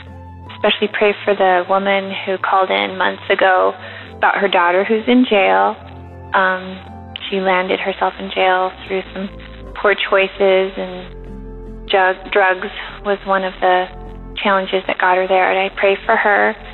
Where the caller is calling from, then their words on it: Lynden, Washington, United States; I am calling from Linden, Washington.